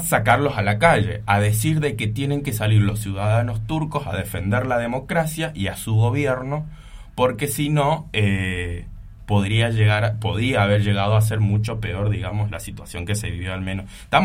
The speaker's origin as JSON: {"language": "Spanish", "country": "Argentina", "said": "es el hecho de traerlo un poco y asemejarlo respecto a la historia que a nosotros nos acontece como argentinos"}